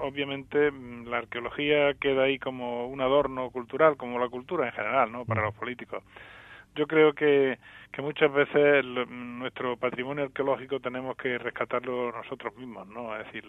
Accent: Andalusia, Spain; born there; en la zona donde yo nací, en el Alto Guadalquivir

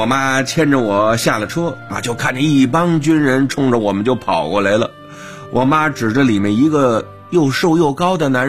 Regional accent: China; also born or lived in Tianjin; 因为我从小就是在研究原子弹的沙漠基地里长大的

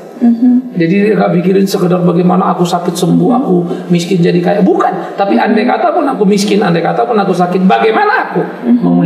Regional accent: Sumatra, Indonesia; saya ini anak desa, anak kampung yang di desa saya dulu di Sumatera itu namanya dukun-dukun

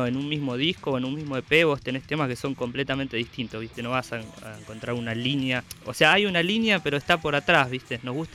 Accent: Ezpeleta, Buenos Aires Province, Argentina; Nosotros somos de Zona Sur.

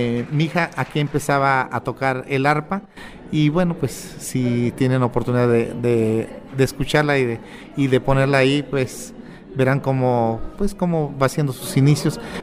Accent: Huautla, Hidalgo, Mexico; now in Mexico City, Mexico; yo radico en la capital, no estoy en mi tierra. Yo les comentaba que soy de un pueblo de la Huasteca, de alguien que se llama Huautla Hidalgo. Más sin embargo, yo radico en la capital

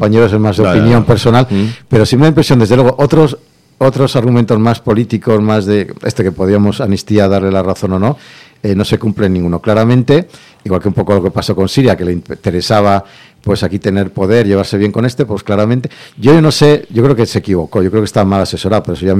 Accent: Kharkiv Oblast, Ukraine; first language Russian; Spanish is a second language; Yo es que soy ruso, hablo ruso, pero no soy pro nada. Yo es que estoy aquí, vivo en Kharkov, yo soy de Ucrania, y hablo ruso todavía, tengo cultura rusa.

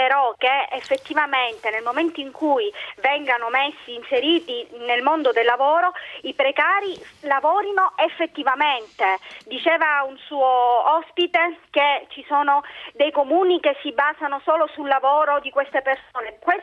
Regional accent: Palermo, Sicily, Italy; now in Modena, Italy; io vivo a Modena ma sono palermitana.

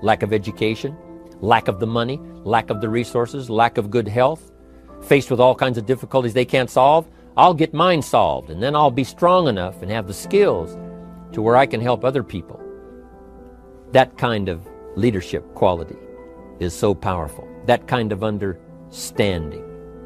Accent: Idaho, United States; he looked right at me and said … where are you from? I said, Idaho.

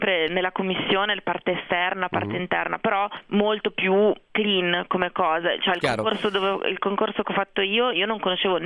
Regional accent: Genoa, Liguria, Italy; perché io vengo da Genova, i genovesi sono un po' orsi

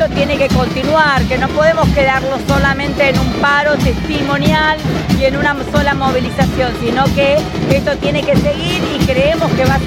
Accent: San Miguel, Buenos Aires Province, Argentina; Nosotros venimos de San Miguel, yo particularmente soy de San Miguel, soy docente jubilada

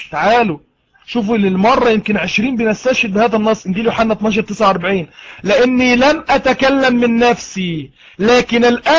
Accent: Egypt; أنا مصري وهو مصري

